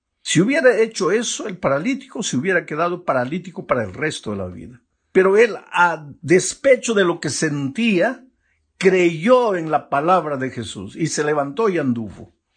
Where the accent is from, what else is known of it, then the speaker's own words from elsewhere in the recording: Peru; Pero yo soy, pues, un peruano que mide 1,63 m.